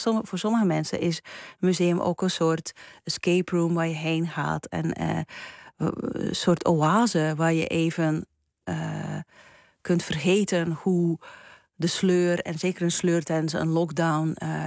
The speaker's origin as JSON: {"language": "Dutch", "country": "Belgium", "said": "ik heb op mijn thuisland België... heel vaak denk ik van... gelukkig woon ik daar niet."}